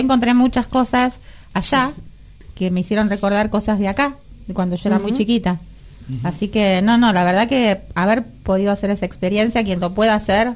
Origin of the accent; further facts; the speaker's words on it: Buenos Aires, Argentina; Si bien yo nací en Buenos Aires, soy porteña, yo fui criada y la cultura que a mí se me dio fue la cultura de allá